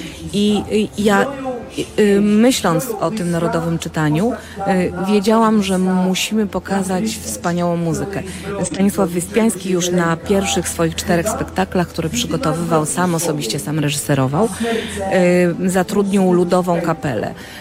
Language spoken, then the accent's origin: Polish; Kraków, Lesser Poland, Poland; bo jestem z Krakowa, dlatego sobie pozwoliłam powiedzieć, że z naszego regionu.